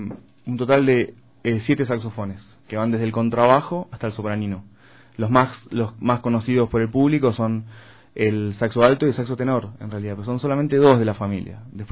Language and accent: Spanish; Buenos Aires Province, Argentina; Bueno, soy de esa zona. No soy porteño específicamente, porque se le suele decir porteños a los que nacieron en la capital federal, ¿no? En la Ciudad Autónoma de Buenos Aires. Pero soy de muy cerca